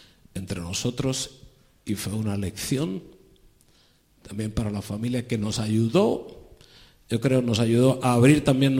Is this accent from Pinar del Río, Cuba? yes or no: yes; Pinar del Río, Cuba; born there; moved away; donde yo nací, que es Pinar del Río